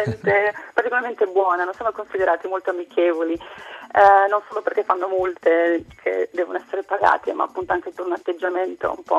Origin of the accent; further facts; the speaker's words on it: Bologna, Emilia-Romagna, Italy; Da Bologna.